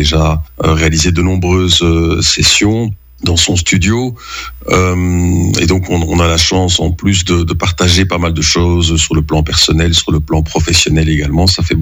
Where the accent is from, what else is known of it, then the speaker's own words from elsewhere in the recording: Wallonia, Belgium; also born or lived in Brussels; même si on a une grande proximité en tant que Belge, ben lui il est flamand, tandis que moi je suis wallon et bruxellois.